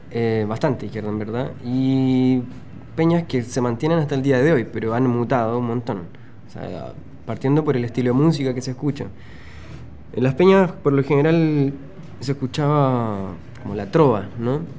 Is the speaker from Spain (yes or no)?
no; Chile; algo fuerte para nosotros que somos chilenos